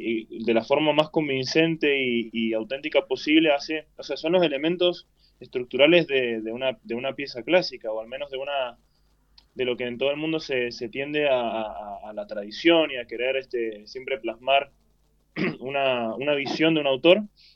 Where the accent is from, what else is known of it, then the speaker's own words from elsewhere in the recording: Argentina; soy argentino, toqué durante casi 20 años la música